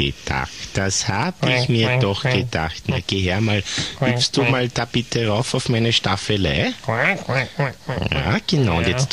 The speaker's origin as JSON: {"language": "German", "country": "Austria", "said": "Und Waldenten dürfen ja nur mehr, zumindest bei uns in Österreich, als Fliegenpilze bemalt werden"}